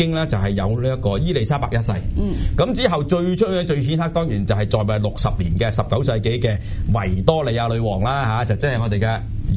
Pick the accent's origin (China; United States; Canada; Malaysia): China; 我哋中国人嚟讲咧，我哋嫁俾人咧